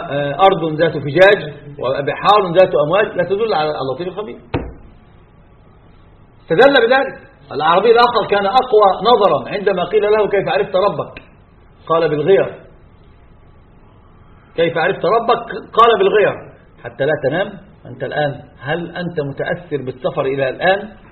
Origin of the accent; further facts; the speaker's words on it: Egypt; كان في الجامعات عندنا في مصر شديد جدا